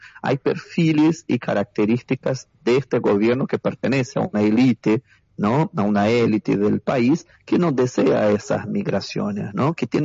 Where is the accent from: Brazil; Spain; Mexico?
Brazil; Nosotros como comunidad brasileña, de hecho, somos una de las más afectadas por el tema de la educación